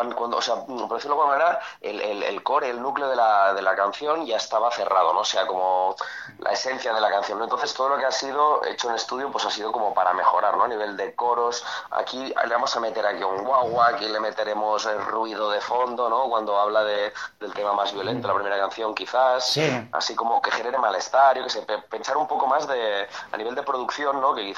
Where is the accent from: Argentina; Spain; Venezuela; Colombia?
Spain; Catalonia; first language Catalan; Spanish is a second language; siendo catalán, y es mi primera lengua, es mi lengua materna, catalán